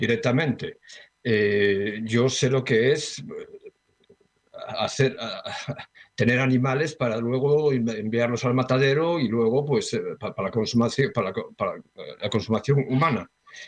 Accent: Galicia, Spain; yo soy gallego, yo crecí en la campaña, en el campo gallego, en una granja.

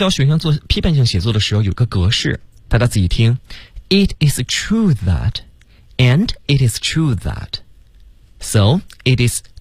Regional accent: Beijing, China; 对，我们北京话就落听儿

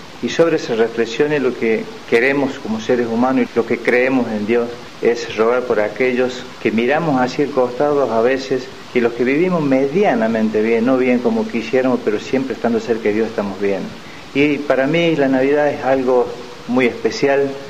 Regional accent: Córdoba, Argentina; Como cordobés me encuentro acá de paso por San Pedro, donde tengo mi familia

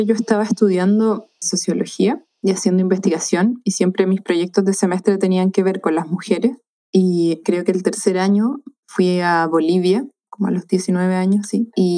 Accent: Valparaíso, Chile; born there; Vivo en el campo, me he movido siempre en valles, donde yo nací, en el Valle del Marga Marga, y ahora estoy acá. Tengo un hijo de casi 11 años.

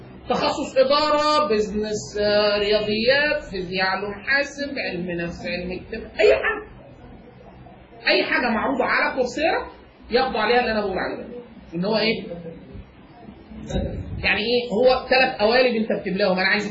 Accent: Egypt; انا من مصر وباخد اقل من 5000 دولار في السنه

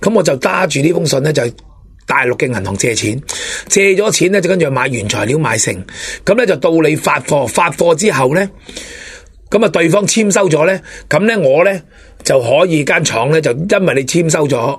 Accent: Hong Kong; 我哋香港人睇轻咗佢哋

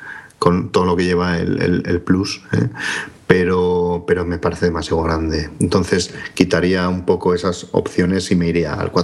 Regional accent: Bilbao, Basque Country, Spain; Yo, como soy de Bilbao

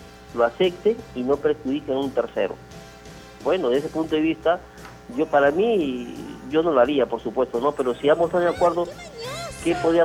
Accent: Callao, Peru; la tierra que me vio nacer, el Callao. Yo he estado muchos años, la mayor parte de mi juventud, de mi adolescencia, lo he pasado en el Callao.

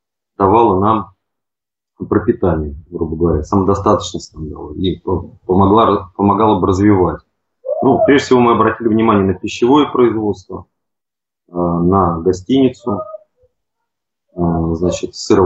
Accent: Nizhny Novgorod, Nizhny Novgorod Oblast, Russia; я из Нижнего Новгорода. Сам живу как бы не в самом Нижнем, а на земле.

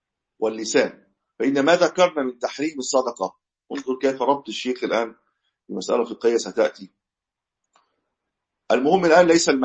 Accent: Egypt; كما عندنا في مصر الشام إلى غير ذلك

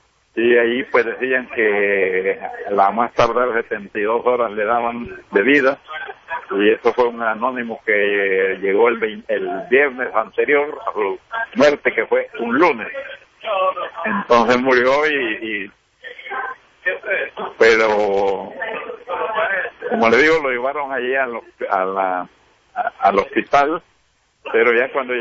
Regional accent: El Salvador; como hermano y como salvadoreño, digo que el pueblo salvadoreño

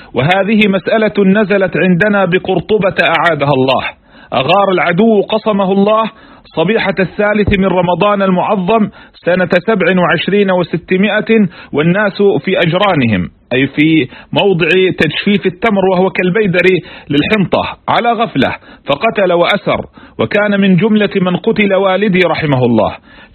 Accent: Palestine; والمعمول به في بلادنا فلسطين

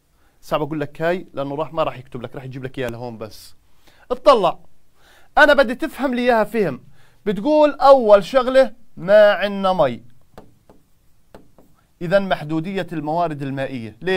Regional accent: Jordan; شو السدود الموجودة عندنا في الأردن؟

